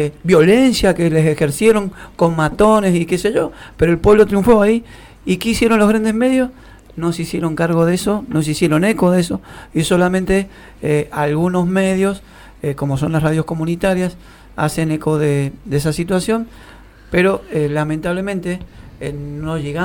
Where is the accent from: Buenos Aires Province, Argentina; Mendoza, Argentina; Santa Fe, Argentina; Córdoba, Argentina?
Mendoza, Argentina; refiriéndonos nosotros como mendocinos